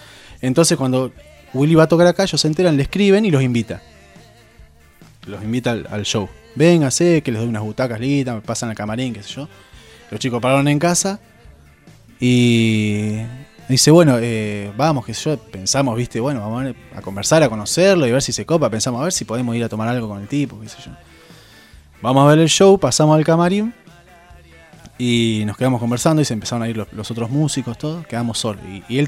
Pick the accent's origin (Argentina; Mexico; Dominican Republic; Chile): Argentina; Rauch, Buenos Aires Province; Rausch es un pueblo de donde somos, Jacob y yo. Está al lado cerca de Tandil.